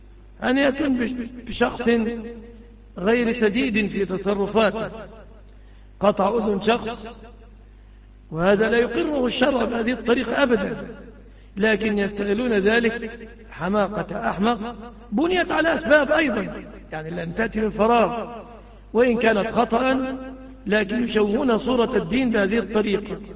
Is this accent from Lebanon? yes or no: no; Egypt; يعني عندنا في مصر الجديد يقف بعد 10 سنين مثلا